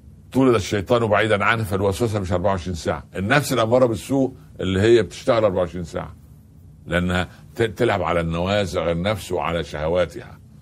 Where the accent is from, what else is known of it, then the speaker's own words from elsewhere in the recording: Egypt; ده الفلاح عندنا في مصر